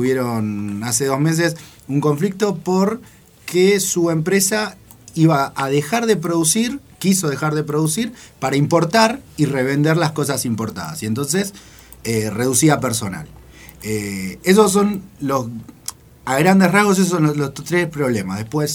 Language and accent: Spanish; Argentina; nosotros, como productores argentinos, no podemos vender lo que producimos afuera